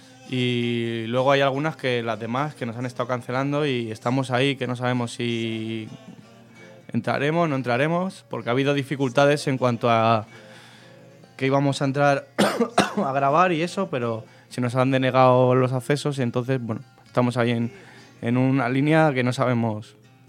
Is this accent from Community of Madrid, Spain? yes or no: yes; Madrid, Community of Madrid, Spain; somos de Carabanchel, nos hemos criado en la calle, porque ahora está todo lleno de urbanizaciones y los chavales están allí dentro, pero nosotros desde que somos pequeños jugábamos en la calle, nos movíamos por el barrio y por Madrid como queríamos.